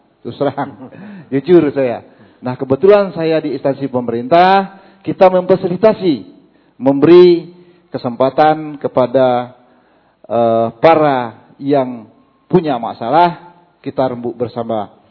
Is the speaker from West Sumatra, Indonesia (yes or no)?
no; Jambi, Indonesia; Dan saya asal dari Provinsi Jambi, Kabupaten Batanghari.